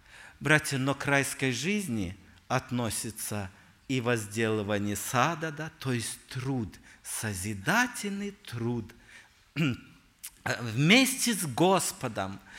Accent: Omsk Oblast, Russia; я вырос в Сибири, в Омской области, это мой земляк

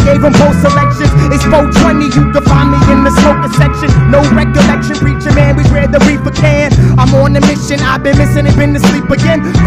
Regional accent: Fredericksburg, Virginia, United States; Once again … from Fredericksburg, Virginia.

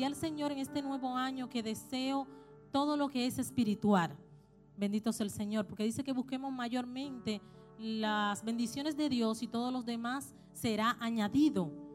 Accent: Dominican Republic; now in Chile; somos de la República Dominicana

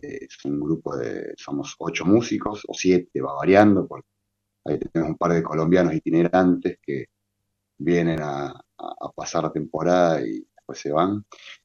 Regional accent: Córdoba, Argentina; Yo soy cordobés y toda mi familia es cordobés, es de Córdoba. Ahí tenemos cumbia y cuarteto para tirar para arriba, así que yo medio me crié con eso.

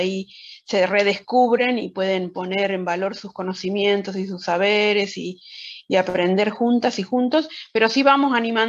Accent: Moreno, Buenos Aires Province, Argentina; nosotros somos de Cuartel Quinto, de Moreno, Buenos Aires, conurbano, para algunos.

